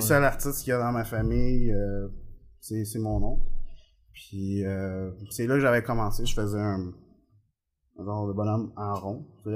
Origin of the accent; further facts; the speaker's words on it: Venezuela; moved away; quand j'habitais au Venezuela, je suis né au Venezuela